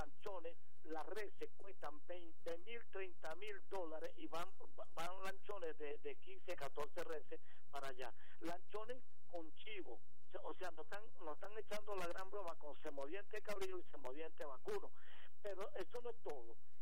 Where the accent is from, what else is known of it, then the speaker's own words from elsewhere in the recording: Delta Amacuro, Venezuela; Yo soy nativo de allí, yo soy médico botánico